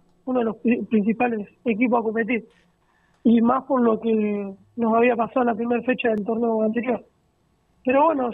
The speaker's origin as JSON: {"language": "Spanish", "town": "Tandil", "region": "Buenos Aires Province", "country": "Argentina", "said": "Sí, sí, soy de Tandil, sí."}